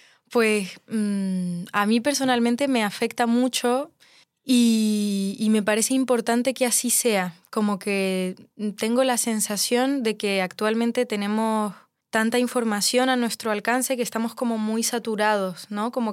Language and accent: Spanish; Chile; moved away; El hecho de que yo pueda estar en esta ciudad siendo chilena, siendo migrante y dedicarme a la música